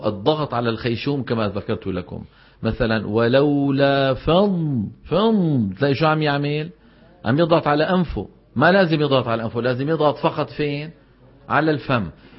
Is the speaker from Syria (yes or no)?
yes; Syria; تبهنا شلون، خاصة عندنا في الشام بيقول لك الجبال أولئك أصحاب الجنة